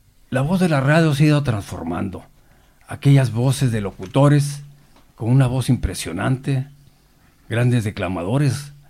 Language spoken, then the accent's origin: Spanish; Mexico; tanto en mi país México como en España